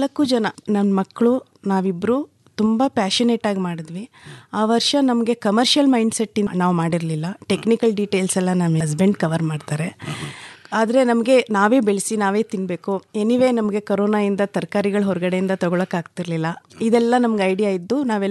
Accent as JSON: {"language": "Kannada", "town": "Bengaluru", "region": "Karnataka", "country": "India", "tie": "born or raised there", "said": "ಕೆಂಪೇನೆಟ್ಟಿ ಹನೂರು ತಾಲೂಕು ಕೊಳ್ಳೇಗಾಲದಿಂದ ಬರ್ತಾ ಇದ್ದೀನಿ. ಅಲ್ಲಿ ನಮ್ಮ ಜಮೀನಿದೆ. ವೃತ್ತ ನಾನು ಬೆಂಗಳೂರಲ್ಲೇ ಹುಟ್ಟಿ ಬೆಳೆದಿದ್ದು."}